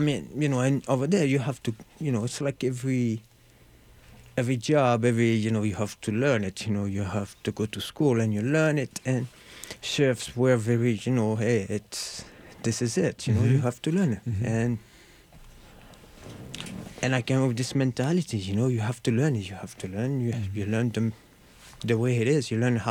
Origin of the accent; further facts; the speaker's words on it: Marseille, Provence-Alpes-Côte d'Azur, France; English is a second language; Well, I'm from Marseille, you know, so it's a very city of, you know, a lot